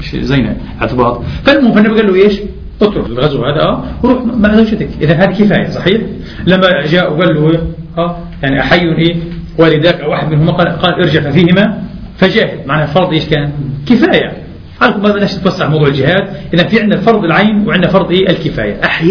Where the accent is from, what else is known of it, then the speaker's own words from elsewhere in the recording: Palestine; أنا بحكي في الأول لما كنا في بلدنا فلسطين